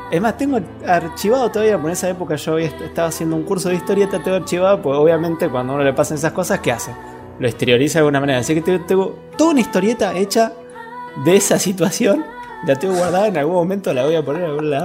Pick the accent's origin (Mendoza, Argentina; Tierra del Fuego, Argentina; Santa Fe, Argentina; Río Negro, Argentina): Río Negro, Argentina; Allen; ya me vendieron que no soy neuquino. Yo vengo de una ciudad chiquita llamada Allen, vivo en medio del Alto Valle de Río Negro, donde básicamente durante hasta, no sé, 4 o 5 años atrás, la producción